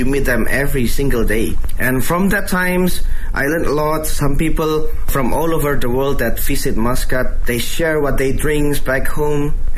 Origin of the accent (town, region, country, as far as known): Indonesia; born or raised there